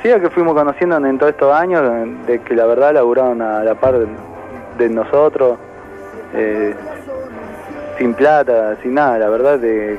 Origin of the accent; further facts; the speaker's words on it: La Ferrera, Córdoba, Argentina; Nosotros somos de acá, de La Ferrera